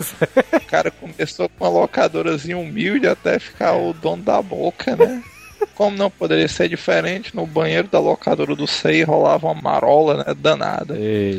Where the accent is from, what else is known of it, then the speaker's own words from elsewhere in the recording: Itapemirim, Espírito Santo, Brazil; sou do Espírito Santo, de Itapemirim. E moro num bairro chamado Campo Acima.